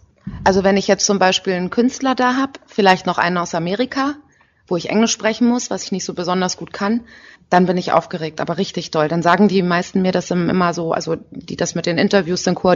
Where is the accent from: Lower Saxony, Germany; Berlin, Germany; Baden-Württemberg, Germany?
Berlin, Germany; Ich komme ja aus Berlin eigentlich.